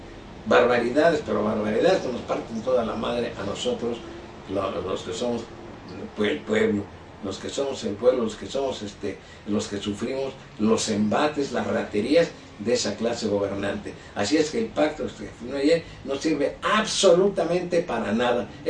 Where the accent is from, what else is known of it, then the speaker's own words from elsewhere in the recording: Mexico; y la nación somos todos los mexicanos.